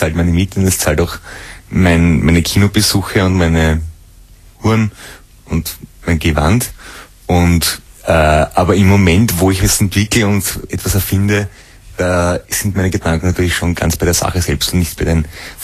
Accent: Mödling, Lower Austria, Austria; Ja, ich komme eigentlich aus der Gegend von Mödling.

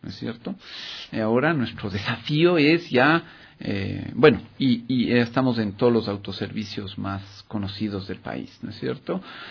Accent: Ecuador; Y nosotros, como ecuatorianos, somos conscientes de que cuando hay que aportar, todos debemos aportar.

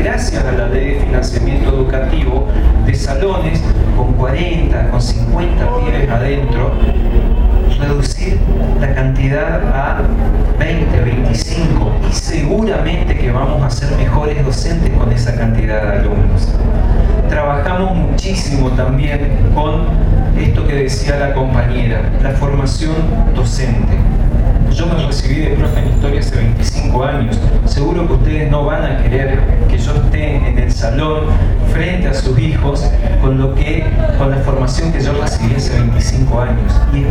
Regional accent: Chaco, Argentina; accent: Chaco; soy del Chaco, hablo con otra tonada diferente a la de la compañera

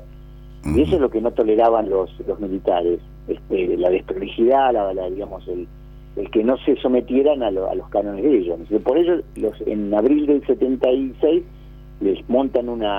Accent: La Plata, Buenos Aires Province, Argentina; porque nosotros somos platenses

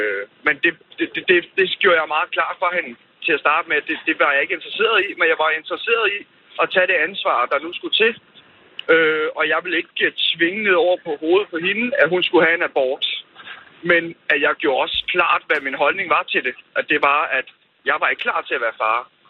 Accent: Zealand, Denmark; så var både hun i Sønderjylland, og jeg er fra Sjælland.

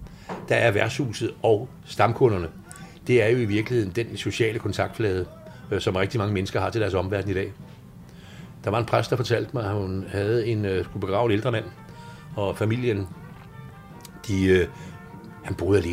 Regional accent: Copenhagen, Capital Region of Denmark, Denmark; born there; Jeg er født 1948 her i København og har haft en meget blandet opvækst.

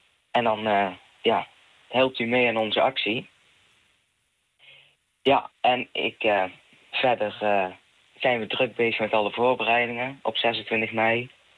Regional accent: Gemert, North Brabant, Netherlands; Ik kom uit Gemert. Ik weet niet of iemand het kent die het hoort.

